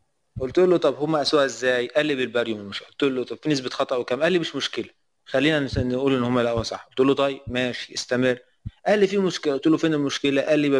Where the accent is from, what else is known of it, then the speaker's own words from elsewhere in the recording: Aswan, Aswan Governorate, Egypt; انا من الصعيد، في ناس في الصعيد بتلبس بطاطين